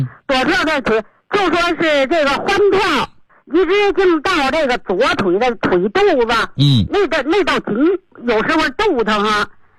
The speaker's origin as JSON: {"language": "Chinese", "region": "Beijing", "country": "China", "said": "我是北京的一个新学员，"}